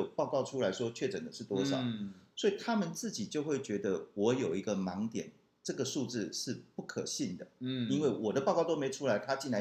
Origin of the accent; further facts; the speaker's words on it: Taiwan; 你看我们台湾人其实蛮守法的